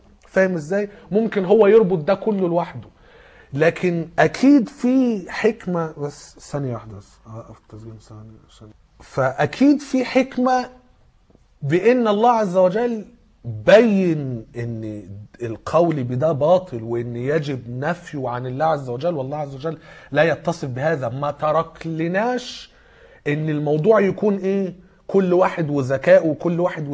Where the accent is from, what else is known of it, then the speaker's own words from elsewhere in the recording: Egypt; عندنا في مصر